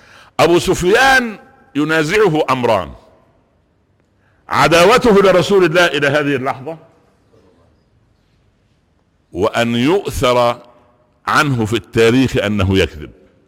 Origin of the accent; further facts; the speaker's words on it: Egypt; فانما هداياتنا جميعا كمصريين في ميزان